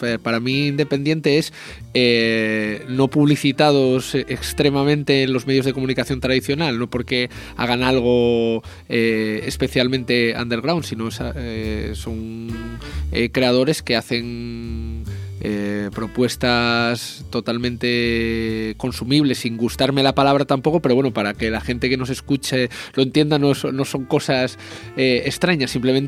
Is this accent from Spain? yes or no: yes; Oviedo, Asturias, Spain; porque el festival se desarrolla en Oviedo, porque varios miembros de la asociación somos de Oviedo